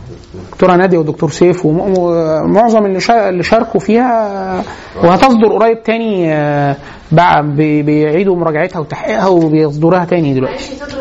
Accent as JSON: {"language": "Arabic", "country": "Egypt", "said": "ده حتى مش الالم بتاعنا كمصري"}